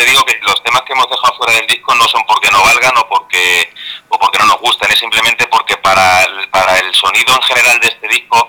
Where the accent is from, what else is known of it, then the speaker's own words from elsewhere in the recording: Spain; yo soy español y me gusta el castellano